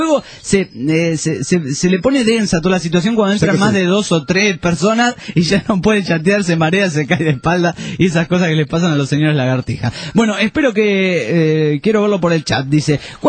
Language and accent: Spanish; France; Spanish is a second language; Hola, soy francés y escucho el programa de vosotros por la web.